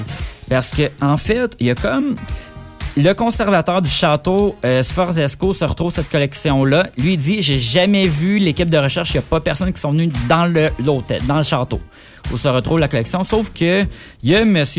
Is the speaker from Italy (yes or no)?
yes; Italy; accent: Italian; French is a second language; Excusez-moi mon accent italien.